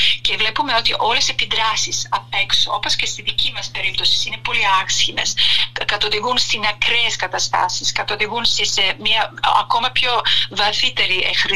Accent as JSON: {"language": "Greek", "country": "Serbia", "said": "Όποτε έλεγα ότι είμαι από τη Σερβία"}